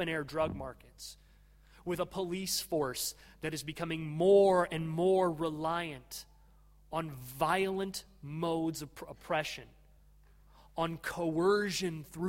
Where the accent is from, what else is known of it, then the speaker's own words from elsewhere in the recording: United States; and insofar as I am an American, I must say, from threats to our property.